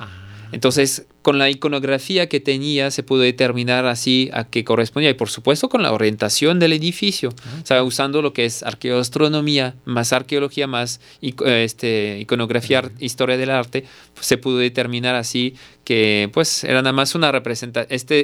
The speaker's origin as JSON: {"language": "Spanish", "country": "Mexico", "said": "Van a pensar que soy más guatemalteco que mexicano."}